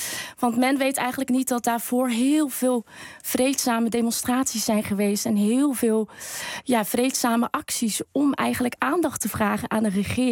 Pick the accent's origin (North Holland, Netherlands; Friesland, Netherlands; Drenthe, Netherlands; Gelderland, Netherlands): Friesland, Netherlands; Oosterwolde; Ik ben zelf opgegroeid in Friesland, in Oosterwolde. Dat ligt daar ongeveer 18 kilometer vandaan.